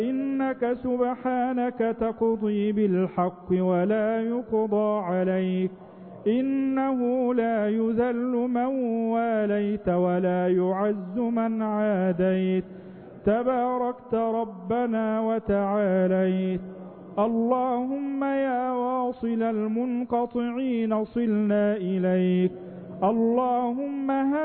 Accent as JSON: {"language": "Arabic", "country": "Egypt", "said": "اللهم اجعل بلدنا مصر أمنا أمانا"}